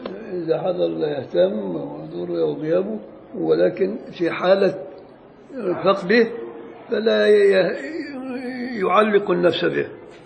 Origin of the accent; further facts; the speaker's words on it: Beni Suef Governorate, Egypt; والبصير ده مصري بقى بتاعنا، بل هو من بلدي بني سويف